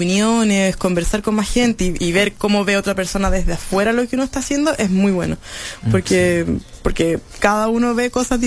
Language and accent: Spanish; Chile; Estamos creciendo en cultura viajera como chilenos también